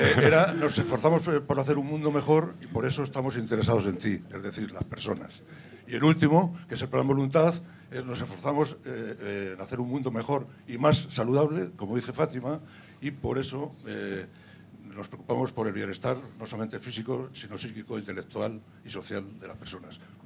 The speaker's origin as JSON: {"language": "Spanish", "region": "Community of Madrid", "country": "Spain", "moved": "yes", "lives_now": "Zaragoza, Spain", "said": "Bueno, en primer lugar, soy madrileño."}